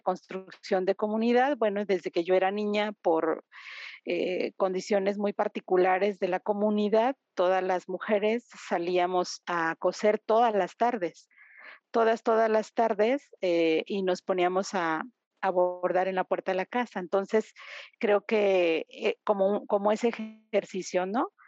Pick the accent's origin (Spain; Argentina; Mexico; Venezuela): Mexico; Guadalajara, Jalisco; yo soy de Guadalajara, Jalisco, México, y acá estoy ahora en Guadalajara compartiendo con ustedes.